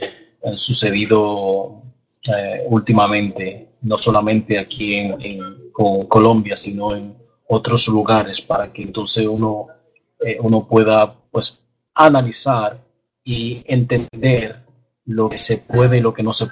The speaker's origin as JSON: {"language": "Spanish", "country": "Dominican Republic", "lives_now": "West Palm Beach, United States", "said": "y soy dominicano"}